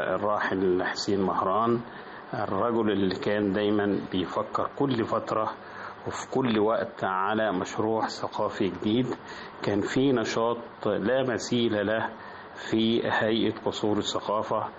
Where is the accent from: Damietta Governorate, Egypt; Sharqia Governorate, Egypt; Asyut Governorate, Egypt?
Asyut Governorate, Egypt; Bani Ghalib; المكان الطفولة والذكريات هي قريتي في صعيد مصر اسمها بني غالب، ده تبع مركز أسيوط ومحافظة أسيوط، وده اللي أنا نشأت فيها وتعلمت فيها بداية من الكتاب والمرحلة الابتدائية،